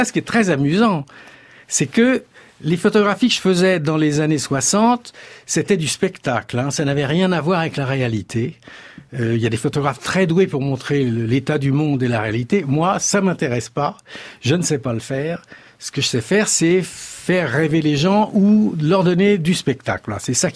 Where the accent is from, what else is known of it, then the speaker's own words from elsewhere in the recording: Paris, Île-de-France, France; ils m'ont quand même accepté, les Aveyronnais, ce qui n'est pas évident quand on est parisien et qu'on a fait l'erreur de montrer sa tronche dans le poste.